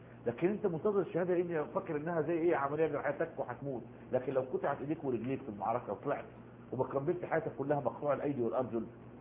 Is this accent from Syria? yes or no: no; Egypt; نفس القصة عندنا في مصر